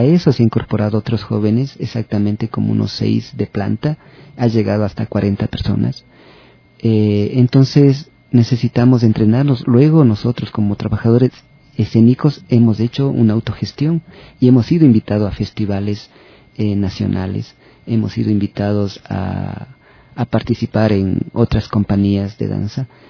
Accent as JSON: {"language": "Spanish", "town": "Quito", "region": "Pichincha", "country": "Ecuador", "said": "las memorias que como personas, como quiteño, he ido acumulando durante la infancia, la adolescencia y esta madurez."}